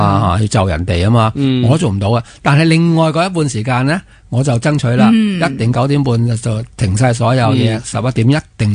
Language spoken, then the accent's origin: Cantonese; Hong Kong; 我哋香港人唔使讲啦